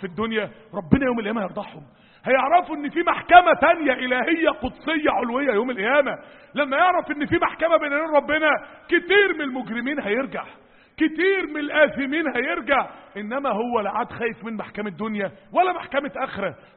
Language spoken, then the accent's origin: Arabic; Mansoura, Dakahlia, Egypt; عندنا في المنصورة